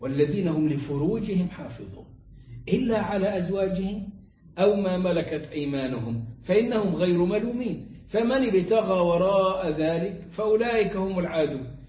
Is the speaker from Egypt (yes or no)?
yes; Egypt; عندنا في مصر في الصعيد